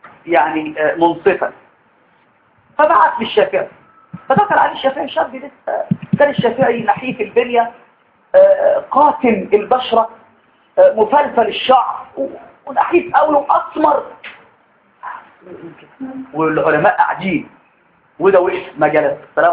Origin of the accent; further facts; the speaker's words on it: Egypt; بعدين لما رحتوا يعني في بلاد عندنا في مصر لهم لهجات عجيبه